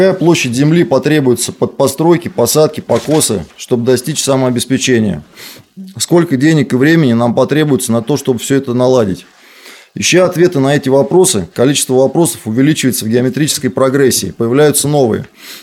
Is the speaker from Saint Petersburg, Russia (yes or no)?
no; Moscow, Russia; born there; Я живу, родился в Москве.